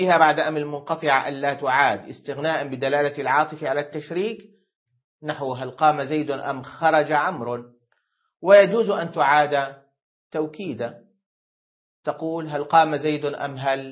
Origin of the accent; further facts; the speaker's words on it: Syria; لا ما عندنا تمر في سوريا، لكن عندنا في سوريا يقابل دبس التمر دبس العنب